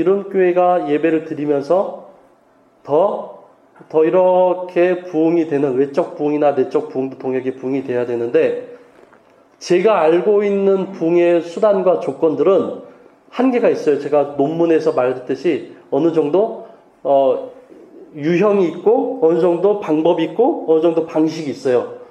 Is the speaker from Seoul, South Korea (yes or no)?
yes; Changsin-dong, Seoul, South Korea; born there; also born or lived in Cheongnyangni; 제가 면목동에도 있어봤고 청량리에도 있어봤고 있고 제가 태어난 곳이 창신동이에요.